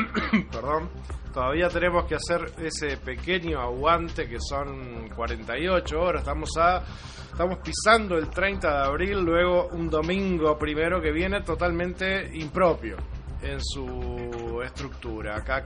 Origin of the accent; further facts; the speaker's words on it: Uruguay; Uruguay es un país que ha adoptado a los mártires de Chicago como uruguayos, como propios. Y siempre gustamos de abandonar las tareas el primero de mayo.